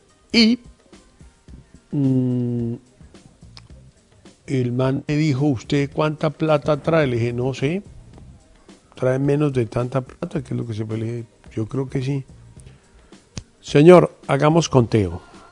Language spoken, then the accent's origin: Spanish; Colombia; que finalmente somos todos los colombianos